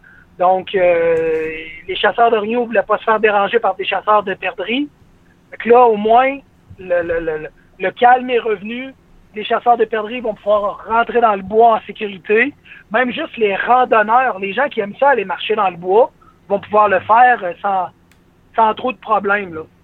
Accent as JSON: {"language": "French", "town": "Montmagny", "region": "Quebec", "country": "Canada", "said": "Alors que nous, dans la région de Québec, puis tu sais, moi, je viens d'une ville proche de Québec qui s'appelle Montmagny, qui était normalement reconnue comme étant la capitale de l'oie blanche."}